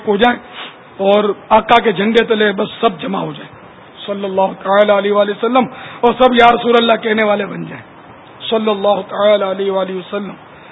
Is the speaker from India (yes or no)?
no; Sindh, Pakistan; born there; میرا پیر پنجابی تو میں پنجابی, میرے اعلی حضرت پٹھان تو میں پٹھان, میں سندھ میں پیدا ہوا تو سندھی, عربی آقا کا غلام ہوں تو عربی.